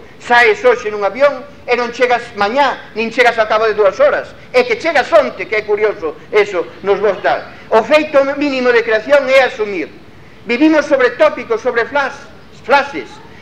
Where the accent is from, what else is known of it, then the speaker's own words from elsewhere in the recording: Galicia, Spain; da miña terra, da terra de onde somos lejísima